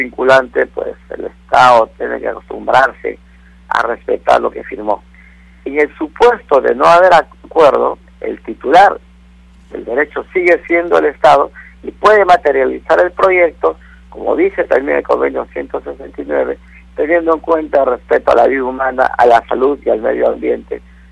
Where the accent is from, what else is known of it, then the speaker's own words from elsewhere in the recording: Peru; todos entendemos que somos peruanos y nos sumaremos para construir un nuevo Perú